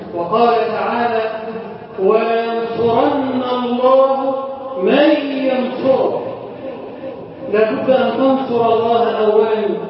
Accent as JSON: {"language": "Arabic", "country": "Egypt", "said": "اجعل بلدنا مصر امنا امانا، سخاء رخاء"}